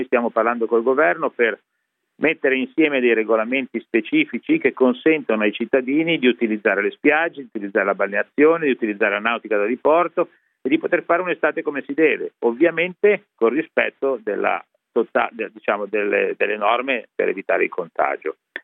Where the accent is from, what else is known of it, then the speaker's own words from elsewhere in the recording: Genoa, Liguria, Italy; E siccome sono di Genova, le do un paragone.